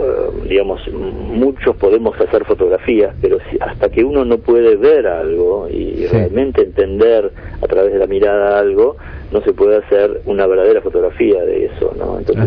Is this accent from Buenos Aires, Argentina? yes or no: yes; Buenos Aires, Argentina; a pesar de que yo soy porteño, me interesé especialmente por el interior